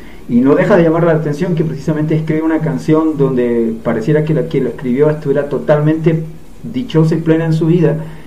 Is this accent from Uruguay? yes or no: no; Chile; Un caso que se me vino a la cabeza y fue en mi país, en Chile